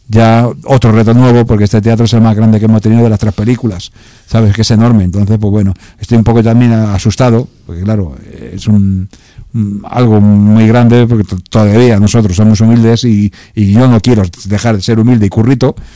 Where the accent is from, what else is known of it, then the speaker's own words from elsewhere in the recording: Villaverde, Community of Madrid, Spain; que nosotros somos curritos, somos de Villaverde y somos humildes, ¿sabes?